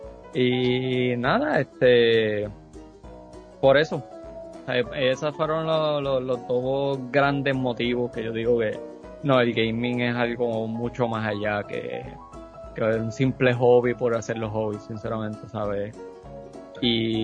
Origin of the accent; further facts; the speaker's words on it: Aibonito, Puerto Rico; now in Carolina, Puerto Rico; estoy viviendo en un pueblo que no es el mío. Yo soy original de Ibonito, estoy viviendo en Carolina. Me mudé para acá hace ya 15 años.